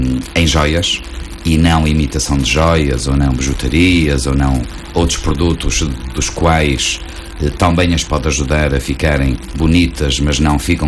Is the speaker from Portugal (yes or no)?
yes; Portugal; Eu vivo em Gaia e, como eu costumo dizer, vivo em Gaia, sou português, europeu e do mundo.